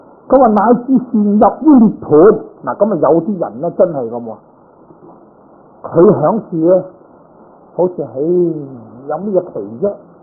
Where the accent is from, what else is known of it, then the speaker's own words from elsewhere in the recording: Guangdong, China; now in San Francisco, United States; 你就广东自己，我系广东人，你就广东啊！